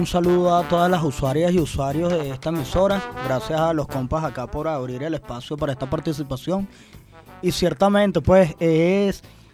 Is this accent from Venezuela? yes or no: yes; Venezuela; como estudiantes, como venezolanos, como ciudadanos